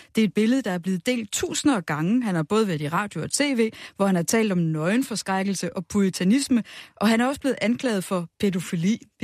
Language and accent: Danish; Bellevue, Capital Region of Denmark, Denmark; jeg er 43, og da jeg voksede op i Bellevue, der lå rigtig mange topløse.